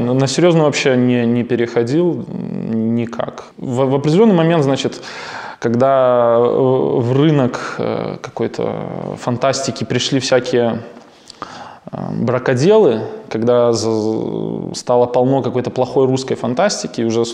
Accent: Belarus; Ну, потому что мы ощущаем, что мы все-таки белорусы, у нас своя страна.

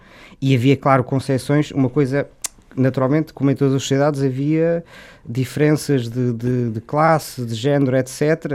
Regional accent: Porto, Portugal; born there; eu sou natural bom, nasci no Porto, mas a minha família é de Guimarães, portanto posso dizer que também sou de Guimarães

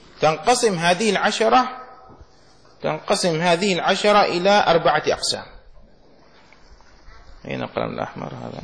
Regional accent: Yemen; إزار مفتوح يسمى عندنا في اليمن معوز

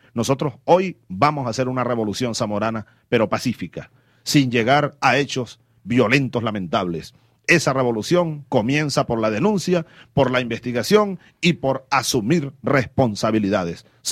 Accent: Venezuela; estoy obligado a investigar esto como jefe del Estado y como venezolano.

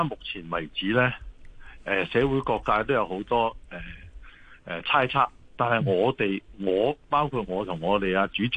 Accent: Fujian, China; now in Hong Kong; 咁譬如好似我哋福建人咧喺香港咧

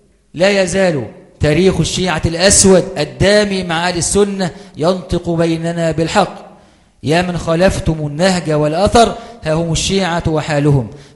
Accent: Egypt; التي أصابت بلادنا مصر في هذه الأيام

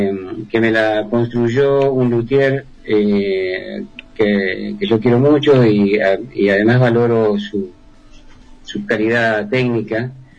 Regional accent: Argentina; now in Chile; Y hay músicos que me dicen, ¿por qué sos argentino? ¿Y por qué no? ¿Por qué no? ¿Cómo es Argentina? Porque allá hay muchos más lugares.

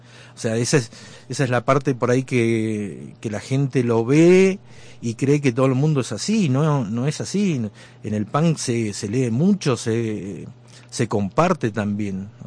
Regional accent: Bariloche, Río Negro, Argentina; éramos hijos de obreros en los barrios altos barilochenses. Precisamente yo soy del San Seferino, el glorioso San Seferino.

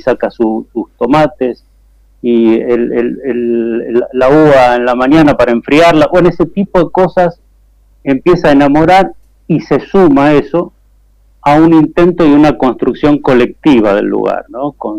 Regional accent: Buenos Aires, Argentina; Yo soy oriundo de Capital Federal, yo soy de los queridos porteños, digamos.

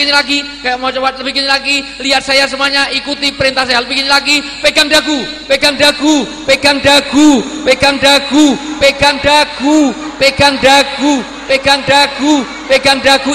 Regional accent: Java, Indonesia; Karena saya orang Jawa, dalam tradisi Jawa orang tua disebut sepuh.

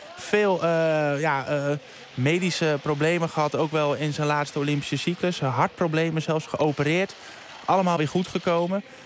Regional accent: Netherlands; Alleen wij zijn als Nederlanders, ja, kijk, wij groeien op in het zwembad, allemaal met ons A- en B-diploma.

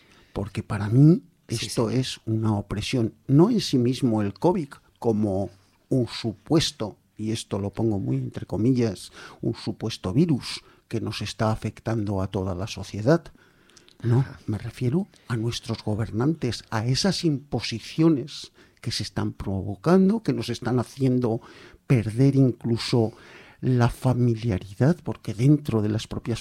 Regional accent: Zaragoza, Aragon, Spain; que yo también soy de aquí, Mañicó. Y Zaragoza las acentúo todas

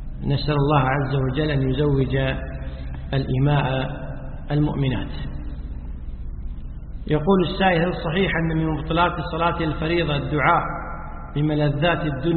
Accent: Kuwait; والنظام عندنا في الكويت ولله الحمد أن وزارة الأوقاف تلزم المؤذنين بالأذان في الوقت

